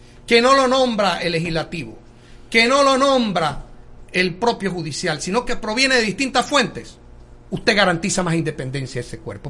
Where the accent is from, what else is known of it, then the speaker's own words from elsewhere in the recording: Tolé, Chiriquí, Panama; por supuesto, yo soy un hombre de Tolé